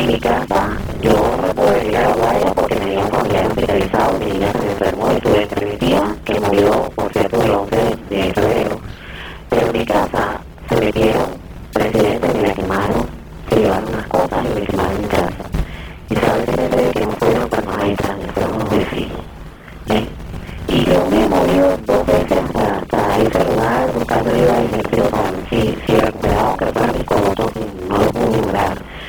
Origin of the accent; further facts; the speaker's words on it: Cartagena, Bolívar, Colombia; De Cartagena de Indias.